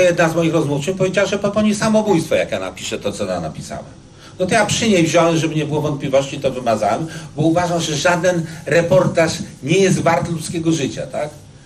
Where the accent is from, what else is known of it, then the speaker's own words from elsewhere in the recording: Łódź, Łódź Voivodeship, Poland; tak mnie wychowali, ja pochodzę z takiej rodziny. Coraz bardziej widzę, że to moje Mielczarskiego w Łodzi, to jest taka dzielnica blisko Bałt, jak Praga tutaj, ale ona była strasznie moralna.